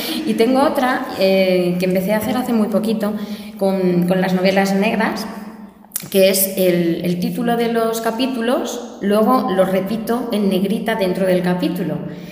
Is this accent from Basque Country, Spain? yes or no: yes; Basque Country, Spain; mire, soy vasca, pero tampoco soy idiota.